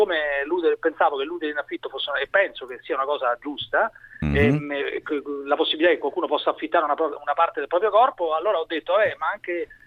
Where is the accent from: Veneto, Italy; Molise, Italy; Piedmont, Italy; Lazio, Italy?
Lazio, Italy; Rome; born there; now in Milan, Italy; io sono nato a Roma, ma non sono un romano abbastanza tipico